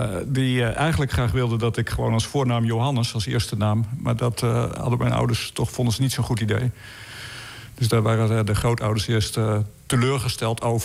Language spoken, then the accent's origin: Dutch; Netherlands; ik ben uit Nederland, dit is wat ik doe, en kan ik bij jou komen werken?